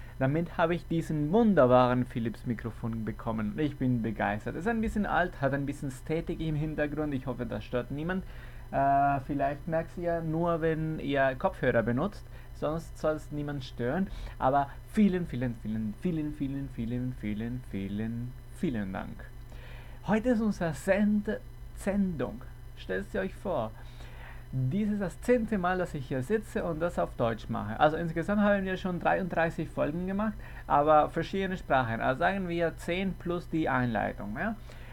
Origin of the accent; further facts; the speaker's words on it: Caracas, Capital District, Venezuela; Wir fangen mit einem Kerl aus Caracas, Venezuela. Das ist, wo ich herkomme.